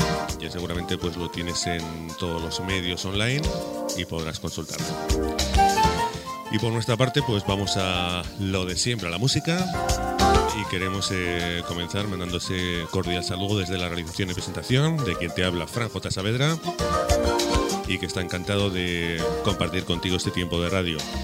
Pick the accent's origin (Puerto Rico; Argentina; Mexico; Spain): Spain; Huesca, Aragon; Es una ciudad pequeñita, yo también soy de Huesca.